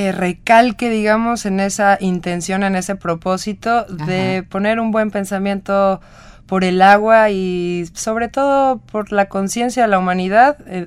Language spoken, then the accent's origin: Spanish; Nayarit, Mexico; nosotros salimos del estado de Nayarit, el cual es costa occidente. Digamos que más o menos está casi a la mitad del país.